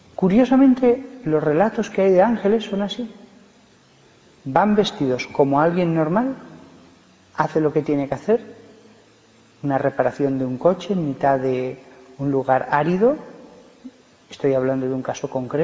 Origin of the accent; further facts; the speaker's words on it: Barbastro, Aragon, Spain; born there; pero es de Barbastro, que es de donde yo nací